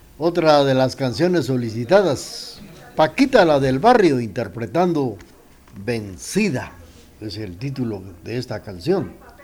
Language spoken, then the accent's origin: Spanish; Guatemala; Equivocadamente se piensa que nos dicen chapines